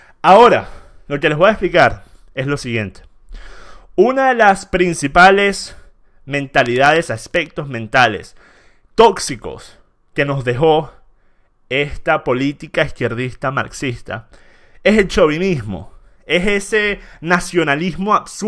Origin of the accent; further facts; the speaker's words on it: Venezuela; born there; familia es italiana por parte de mi papá e inglesa e irlandesa por parte de mi mamá. Yo no tengo sangre venezolana. Yo nací en Venezuela. Pero eso no me hace 100% venezolano.